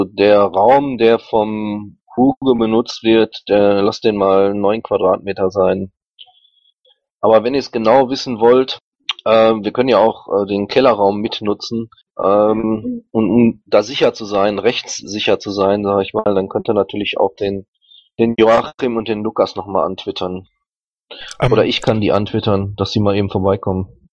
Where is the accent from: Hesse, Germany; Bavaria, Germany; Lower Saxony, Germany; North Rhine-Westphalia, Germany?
North Rhine-Westphalia, Germany; Aber ich bin auch aus dem Rhein-Kreis Neuss.